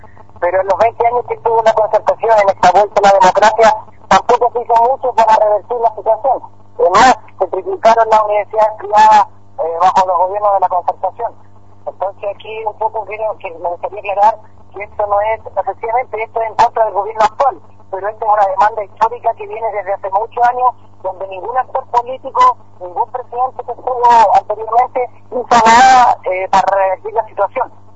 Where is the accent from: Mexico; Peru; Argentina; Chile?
Chile; esa es un poco la problemática que tenemos como estudiantes chilenos